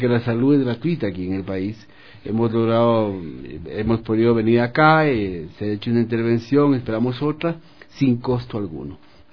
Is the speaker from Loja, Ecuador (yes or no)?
yes; Loja, Ecuador; born there; also born or lived in Lago Agrio / Quito; si bien nací en Loja, emigré como muchos lojanos hacia la Amazonía ecuatoriana. Esto fue en Lago Agrio.